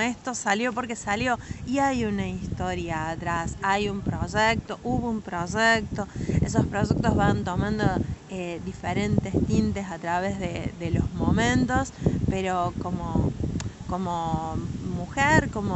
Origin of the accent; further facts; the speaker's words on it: Patagonia, Argentina; accent: Patagonian; now in Trelew, Argentina; quizás se nota por mi tonada, pero yo soy de la Patagonia, cuando me vine a vivir a Tralau, que me vine a vivir acá en el 2011